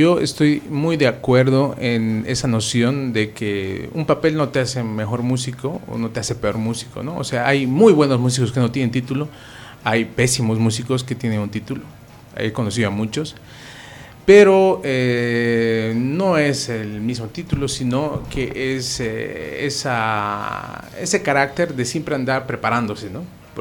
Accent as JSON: {"language": "Spanish", "region": "Cochabamba", "country": "Bolivia", "tie": "born or raised there", "lives_now": "Santa Cruz, Bolivia", "said": "Sí, yo soy cochabambino de nacimiento, he vivido casi toda mi vida en Cochabamba. Llego acá a Santa Cruz por la situación esta de la carrera, ¿no?"}